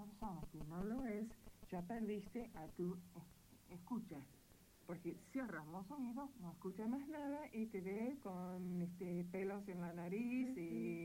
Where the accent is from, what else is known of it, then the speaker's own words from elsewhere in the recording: Texas, United States; also born or lived in Panama; Bueno, después mi papá se jubiló y se mudaron a un lugar en Texas, desde donde es mi mamá. Mi papá, del estado de Washington. Así, no soy de ninguna ciudad. Soy de Texas, digamos.